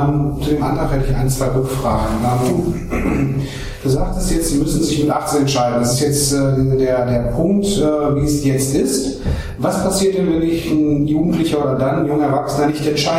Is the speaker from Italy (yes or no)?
no; Germany; ich bin ja Deutscher von Geburt